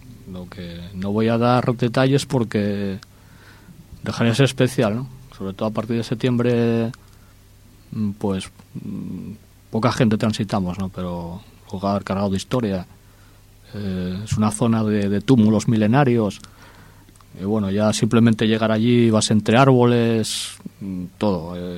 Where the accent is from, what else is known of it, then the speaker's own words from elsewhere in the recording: O Carballiño, Galicia, Spain; Soy uno más de donde soy y tampoco quiero alumbrar más que los demás, ¿no? Porque en Carballín hay gente que hace bien teatro